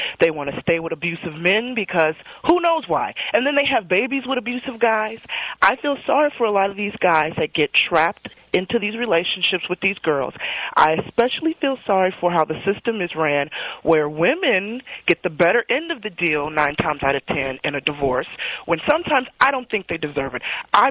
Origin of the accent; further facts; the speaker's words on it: United States; I don't blame you, okay? I'm American.